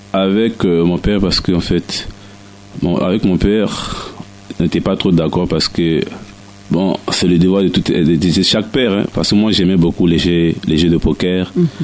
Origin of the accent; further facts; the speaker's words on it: Brazzaville, Republic of the Congo; now in Côte d'Ivoire; Je suis congolais de Brazzaville.